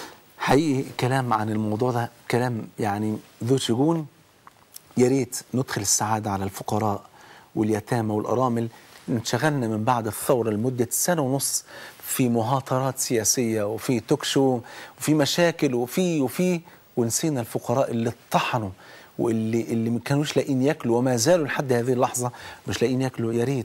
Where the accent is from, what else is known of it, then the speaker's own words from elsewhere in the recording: Egypt; يعني احنا كمصريين، مصر مقسومة نصين